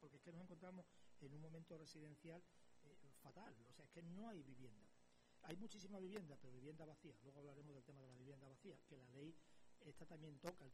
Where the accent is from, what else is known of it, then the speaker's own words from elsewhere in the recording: Extremadura, Spain; yo soy extremeño, ustedes lo saben, yo soy extremeño.